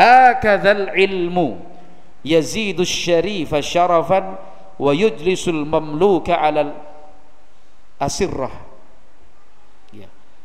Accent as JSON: {"language": "Indonesian", "region": "Java", "country": "Indonesia", "said": "Kalau kita orang Jawa itu kursi yang panjang terus lebar itu apa namanya?"}